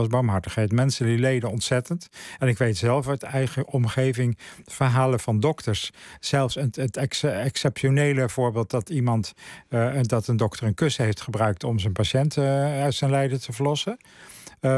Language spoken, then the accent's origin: Dutch; Netherlands; wij leven als Nederlanders anno 2021